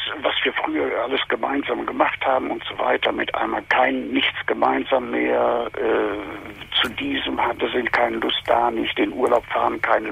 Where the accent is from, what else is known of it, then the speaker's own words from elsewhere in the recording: East Germany, Germany; Wie gesagt, ich bin Jahrgang 38, stamme aus dem Osten, habe als Kind im Krieg ganz schlimm erlebt